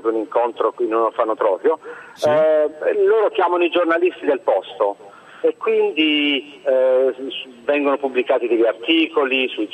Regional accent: Manfredonia, Apulia, Italy; fino ad arrivare al mio paese natale a Manfredonia

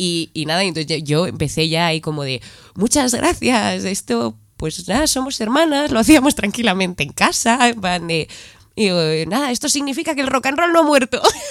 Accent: Madrid, Community of Madrid, Spain; Somos de Madrid, sí.

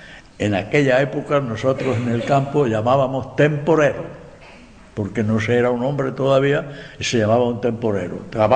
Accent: Espejo, Andalusia, Spain; porque Espejo es mi pueblo, no el vuestro, el mío. Lo he defendido con coraje.

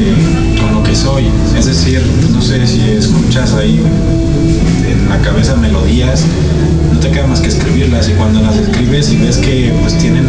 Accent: Parral, Chihuahua, Mexico; born there; also born or lived in Ciudad Juárez; now in Mexico City, Mexico; No, yo nací en Parral, Chihuahua.

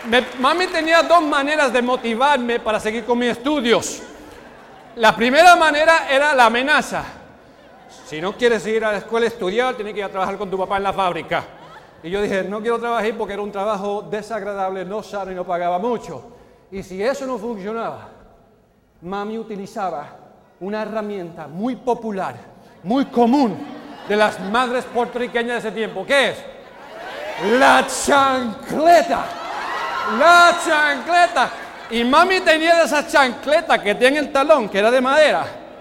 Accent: Chicago, Illinois, United States; born there; Nací en Chicago, como ya han comentado, uno de los barrios más peores, peligrosos, mucha violencia, muchas drogas.

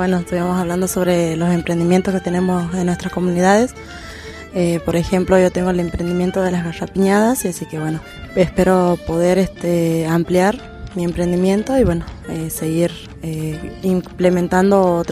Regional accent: San Antonio Oeste, Río Negro, Argentina; soy de San Antonio Oeste, queda 16 kilómetros de Herrera.

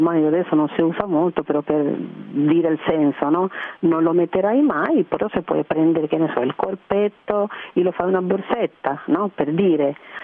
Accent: Cuba; Italian is a second language; Io penso che almeno nel mio paese, io le dico alle persone cubane che sono ingegneri della vita, no?

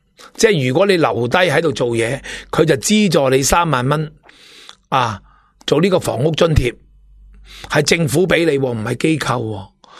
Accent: Hong Kong; 唔系我哋香港人

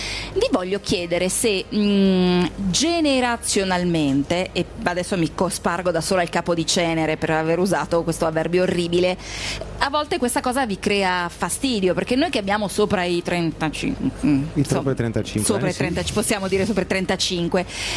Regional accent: Lombardy, Italy; Vabbè, ragazzi, sono Brianzola, io sono corazzata.

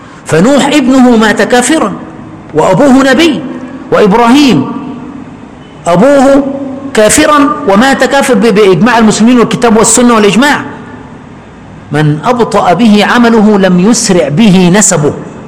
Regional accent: Aswan Governorate, Egypt; جلست في قريتي في أسوان فترة من الزمن يعني، ثم بعد ذلك من حوالي 8 سنين ذهبت إلى المكان.

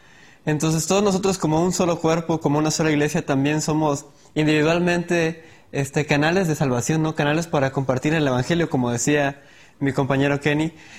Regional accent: Cancún, Quintana Roo, Mexico; estudio Artes Visuales y vengo de Cancún.

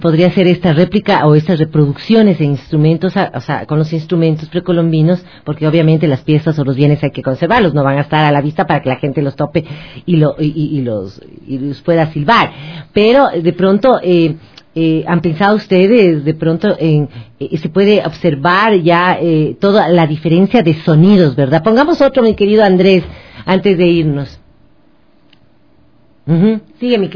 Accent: Ecuador; avanzando como ecuatorianos, y que nos sintamos muy muy orgullosos de quienes somos

